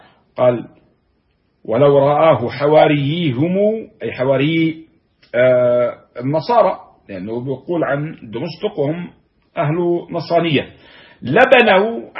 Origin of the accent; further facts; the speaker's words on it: Palestine; ومرج عامر عندنا في فلسطين هنا في بلادنا في بلاد الشام